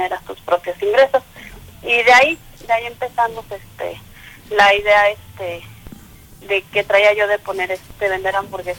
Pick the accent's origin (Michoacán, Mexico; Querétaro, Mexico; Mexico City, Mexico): Mexico City, Mexico; Mira, realmente yo nací en el Distrito Federal.